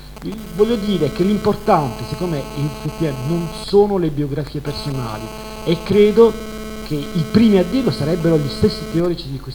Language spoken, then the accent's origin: Italian; Bari, Apulia, Italy; Io per esempio sono originario di Bari